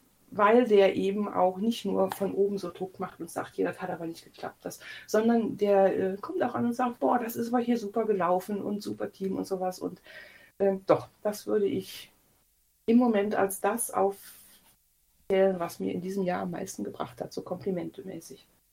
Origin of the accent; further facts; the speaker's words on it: Eifel, Germany; Ich wohne jetzt ungefähr 50 Meter neben dem Haus, wo ich groß geworden bin.